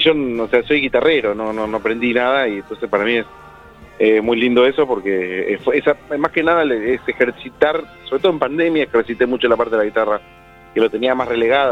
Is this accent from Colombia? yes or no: no; Coghlan, Buenos Aires, Argentina; Somos las tres personas de Coghlan.